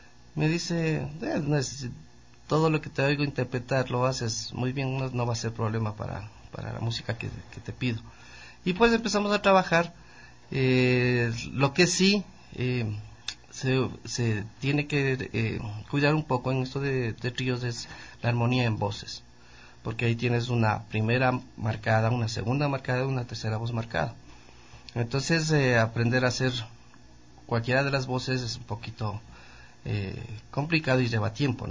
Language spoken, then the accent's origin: Spanish; Quito, Pichincha, Ecuador; Bueno, yo soy de acá de Quito, me inicié musicalmente más o menos a los 10 años